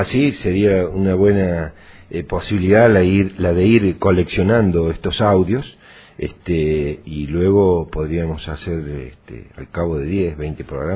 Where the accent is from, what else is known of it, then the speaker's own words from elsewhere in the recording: Traslasierra, Córdoba, Argentina; simplemente yo crecí y estudié en Tras la Sierra